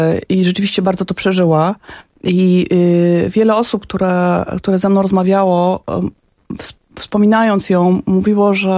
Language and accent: Polish; Pionki, Masovian Voivodeship, Poland; born there; To taka zapłata za miejsce, w którym się urodziłam, czyli w Pionkach.